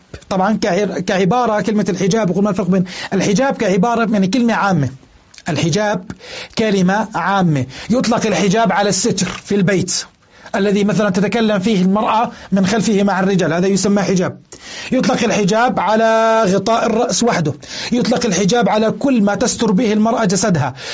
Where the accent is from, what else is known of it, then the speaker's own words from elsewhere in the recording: Jordan; إذا كان أكثر من قطعة عندنا في الأردن